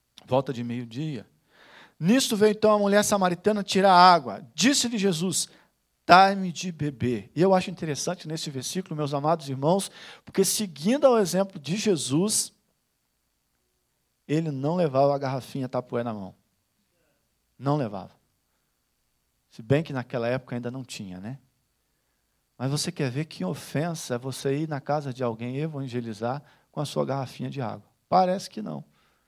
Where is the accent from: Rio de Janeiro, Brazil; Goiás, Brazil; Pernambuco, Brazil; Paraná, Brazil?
Rio de Janeiro, Brazil; Quando se fala no Rio de Janeiro, também há lugar de conflito. Quando fala no bairro São Pedro, de onde eu sou, há lugar de conflito.